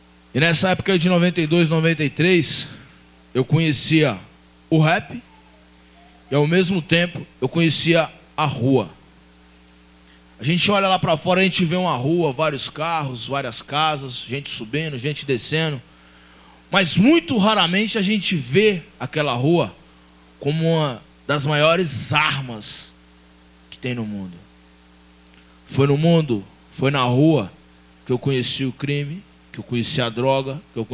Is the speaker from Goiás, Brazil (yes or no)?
no; Belo Horizonte, Minas Gerais, Brazil; moved away as an adult; now in Diadema, Brazil; eu vim embora de Belo Horizonte, larguei para trás mãe, filho, mulher, irmão, parceiro, e vim para Diadema, do nada. Comecei minha vida aqui